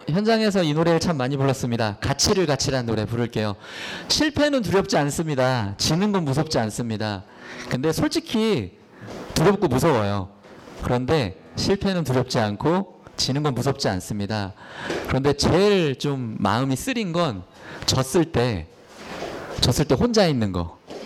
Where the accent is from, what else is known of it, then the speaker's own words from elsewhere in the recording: Daejeon, South Korea; now in Seoul, South Korea; 제가 고향이 대전인데 대전에는 좀처럼 그런 일이 없는데 이제 서울에 와서 살다 보니